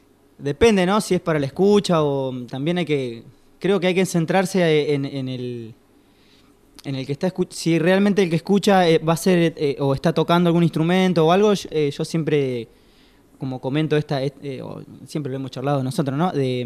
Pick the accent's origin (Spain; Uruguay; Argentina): Argentina; Los Toldos, Buenos Aires Province; soy oriundo de los Pagos de Viamonte.